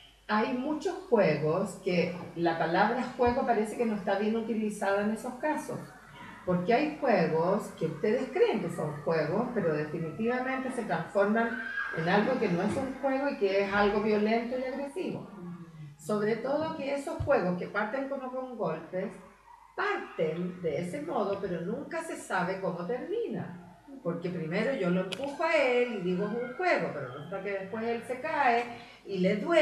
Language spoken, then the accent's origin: Spanish; Curicó, Maule, Chile; now in Rancagua, Chile; No soy de Rancagua, o ya casi sí, porque ya llevo como 10 años acá, pero soy de Curicó. Mi familia es de Curicó, de campo. Y llevo 10 años acá en Rancagua